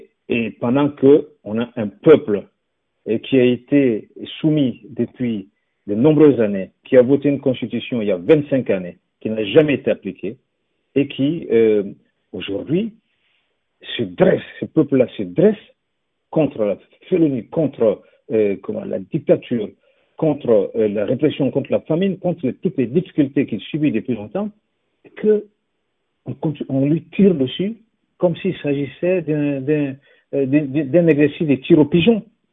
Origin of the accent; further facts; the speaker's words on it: Burkina Faso; C'est tout ce qu'on a connu au Burkina Faso. En tant que Burkinabé, ce que nous avons connu, c'était cela.